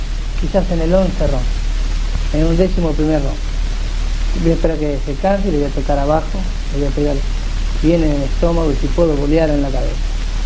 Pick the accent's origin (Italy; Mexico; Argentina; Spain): Argentina; Yo soy argentino, con mucha carne, en mi país somos muy fuertes.